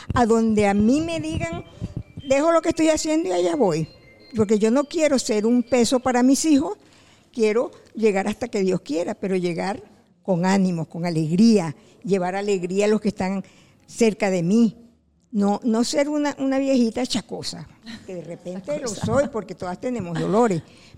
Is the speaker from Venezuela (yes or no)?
yes; Venezuela; moved away as an adult; Yo apenas tengo 7 años que yo llegué de Venezuela, y yo de verdad, mi país lo extraño, por supuesto, pero yo me he adaptado aquí